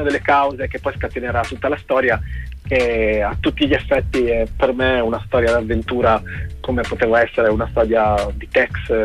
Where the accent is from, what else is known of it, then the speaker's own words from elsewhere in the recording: Pesaro, Marche, Italy; E sono di Pesaro e il nostro mare ha quella è veramente strano, perché è profondo